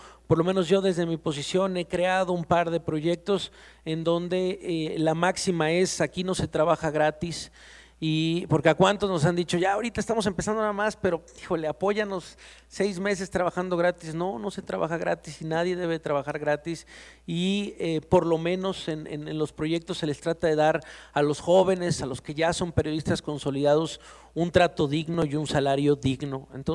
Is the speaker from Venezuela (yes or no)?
no; Poza Rica, Veracruz, Mexico; Yo soy de Poza Rica, Veracruz